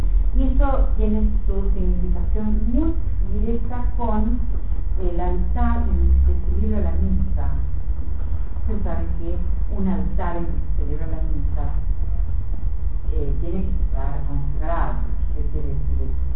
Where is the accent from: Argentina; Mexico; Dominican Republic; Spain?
Argentina; Tres Algarrobos, Buenos Aires Province; born there; Y en mi pueblo, donde yo nací, en Tres Algarrobos, en la provincia de Buenos Aires, estaban los pedacitos de la sotana